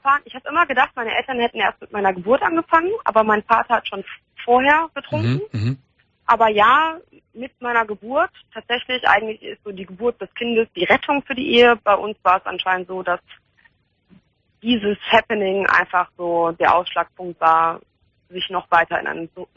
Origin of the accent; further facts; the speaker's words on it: Hahn, Germany; born there; Ich bin in Hahn geboren